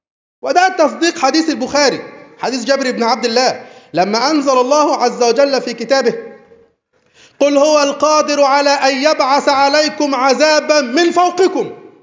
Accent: Egypt; مشكلتنا ان احنا مصريين متعصبين لوطنيتنا قوي،

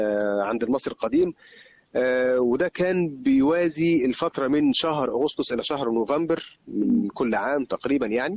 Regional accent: Luxor, Luxor Governorate, Egypt; يعني مجرد أصغر أثر عندنا في الأقصر

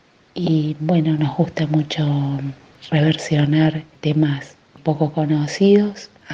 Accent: Córdoba, Argentina; now in Capilla del Monte, Argentina; soy cantora cordobesa, nacida en Tras la Sierra, viviendo en Capilla del Monte.

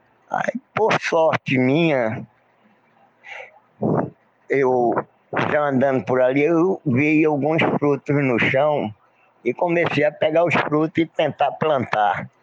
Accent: Serra Talhada, Pernambuco, Brazil; now in Recife, Brazil; eu quando vim de Serra Talhada, meu pai me levou para conhecer

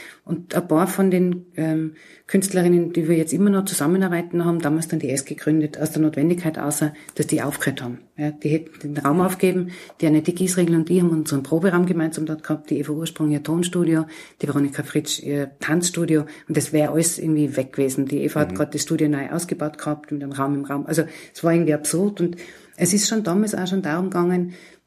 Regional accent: Innsbruck, Tyrol, Austria; also born or lived in Graz; Ich bin ja ursprünglich aus Innsbruck.

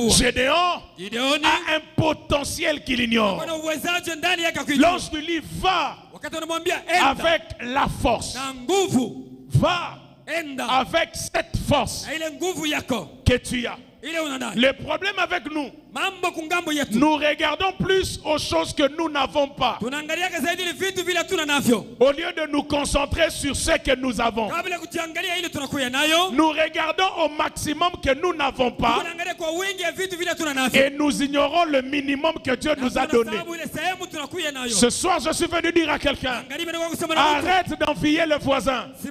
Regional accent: Kinshasa, DR Congo; Je ne suis pas hébreu, je suis congolais

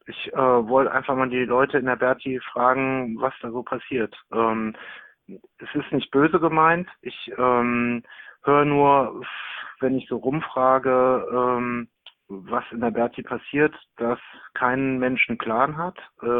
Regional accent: Düsseldorf, North Rhine-Westphalia, Germany; gerade so auch als Düsseldorfer.

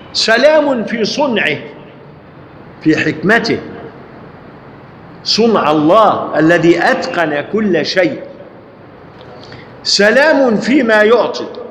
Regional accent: Egypt; لذلك الجماعة لما عندنا في مصر لما يقرأ الآيات القرآنية

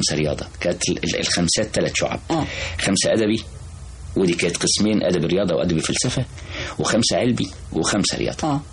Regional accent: Cairo, Cairo Governorate, Egypt; also born or lived in Sharqia; أنا من القاهرة بس. أنا أصلا من الشرقية.

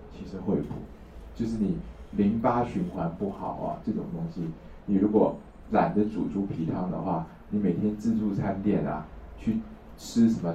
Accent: China; now in Taiwan; 我们大陆人叫喜猪的

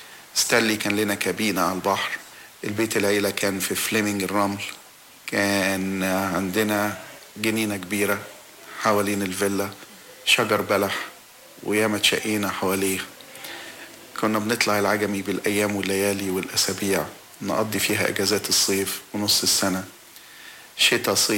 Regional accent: Alexandria, Alexandria Governorate, Egypt; اسكندرية دي كانت وما زالت مدينة جميلة من أحلى مدن مصر، اتولدت فيها وكبرت فيها وشفت مدن كتيرة في مصر حبيتهم كلهم، بس حاجة تانية غير اسكندرية. اسكندرية عشت في بيت العيلة، كان معايا حوالي 20 من أولاد العم

